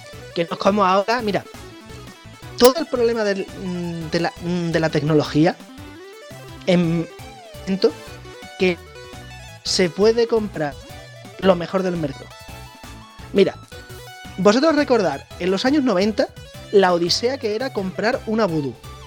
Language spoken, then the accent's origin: Spanish; Badajoz, Extremadura, Spain; Mira, yo soy de Badajoz, en zona, en la comunidad Extremadura